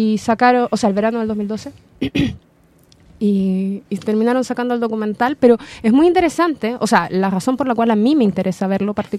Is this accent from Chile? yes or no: yes; Chile; igual como a mí me pasa de que yo soy chilena